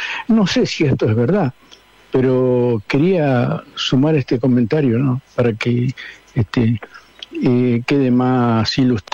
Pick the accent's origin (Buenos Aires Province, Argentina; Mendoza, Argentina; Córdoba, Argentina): Buenos Aires Province, Argentina; Berazategui; soy de Berazategui.